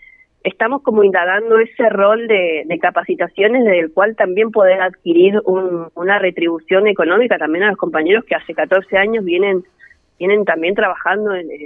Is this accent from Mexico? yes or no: no; Bariloche, Río Negro, Argentina; yo soy de Bariloche